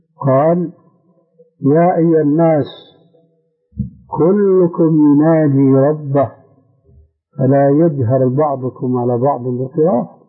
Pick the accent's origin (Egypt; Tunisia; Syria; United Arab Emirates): Syria; لكن النوبات مستعملة عندنا في سوريا وهي أنسب لهم